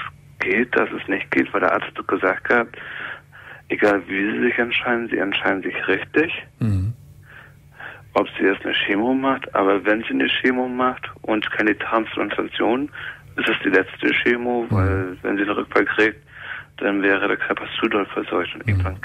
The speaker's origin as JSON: {"language": "German", "region": "East Germany", "country": "Germany", "said": "weil ich komme eigentlich oben aus dem Osten."}